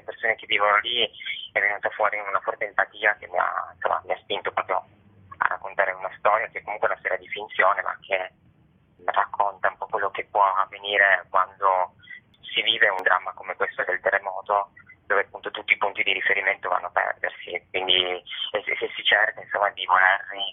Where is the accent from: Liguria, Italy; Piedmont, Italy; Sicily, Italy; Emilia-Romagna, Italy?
Piedmont, Italy; Turin; io sono di Torino, quindi non ho vissuto il terremoto